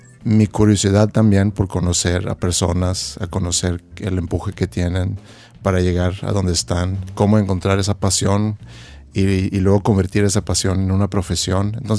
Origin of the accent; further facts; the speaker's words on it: Sweden; moved away as an adult; now in Monterrey, Mexico; Soy de Suecia. Nacido en Suecia y llegué aquí a los 25 años.